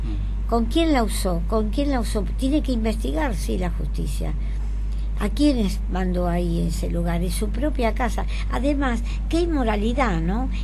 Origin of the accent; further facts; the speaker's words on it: Catalonia, Spain; Apoyo a los catalanes, yo soy catalana, y apoyo